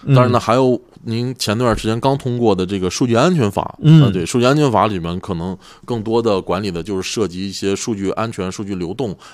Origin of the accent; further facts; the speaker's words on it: China; 但是主要的立法文本还是以我们中国人的国情出发。